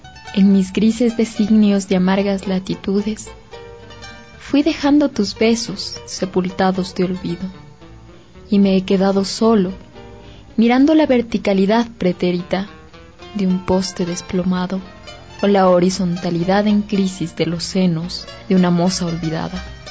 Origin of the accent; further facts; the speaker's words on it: Ecuador; Porque no somos solo ecuatorianos, somos humanos